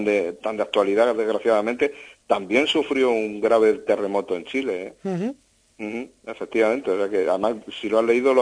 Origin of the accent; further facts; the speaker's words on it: Sonseca, Castilla-La Mancha, Spain; yo desde que me fui de Sonseca, pues me ha gustado enterarme de lo que ocurría en mi pueblo